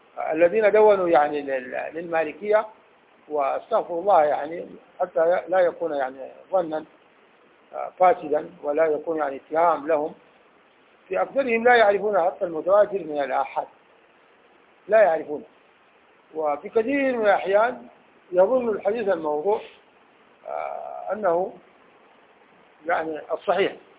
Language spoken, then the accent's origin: Arabic; Sudan; في بلدنا السودان في